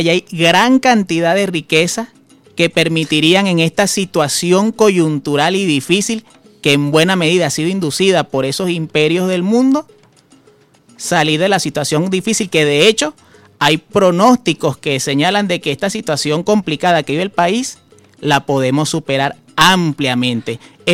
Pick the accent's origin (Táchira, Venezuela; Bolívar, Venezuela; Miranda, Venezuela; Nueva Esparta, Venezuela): Bolívar, Venezuela; Puerto Ordaz; also born or lived in Caracas; yo me crié en Puerto Ordaz, nací aquí en Caracas, pero criado allá en Puerto Ordaz